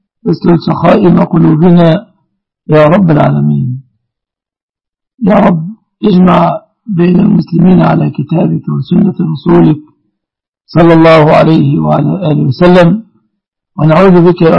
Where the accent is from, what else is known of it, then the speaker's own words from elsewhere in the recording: Egypt; اللهم احفظ بلادنا مصر وبلاد المسلمين آمنة ومطمئنة من كل مكروه